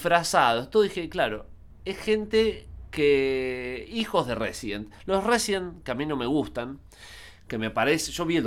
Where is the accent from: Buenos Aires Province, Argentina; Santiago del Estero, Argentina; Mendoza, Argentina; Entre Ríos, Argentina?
Buenos Aires Province, Argentina; Zárate; No, yo soy de Zárate. Bueno, que estoy más cerca que vos.